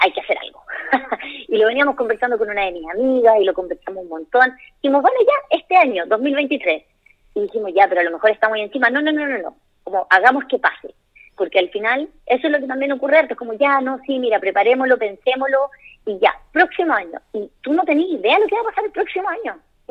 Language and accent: Spanish; Chile; ¿Cómo lo traemos a Chile? ¿Cómo lo hacemos real, pero en mi país, para nuestra gente?